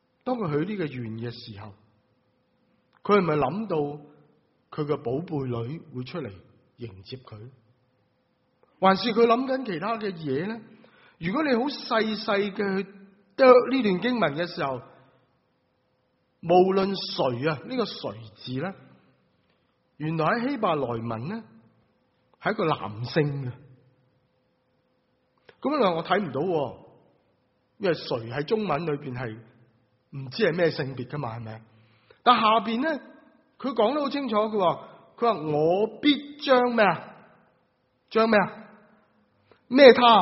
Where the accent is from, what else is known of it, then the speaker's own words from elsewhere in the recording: Guangdong, China; 我们广东人说誓愿吃生菜